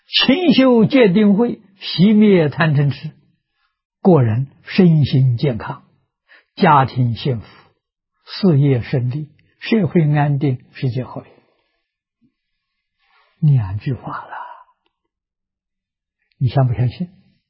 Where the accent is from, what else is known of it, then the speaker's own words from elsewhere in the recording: China; 我们中国人讲道德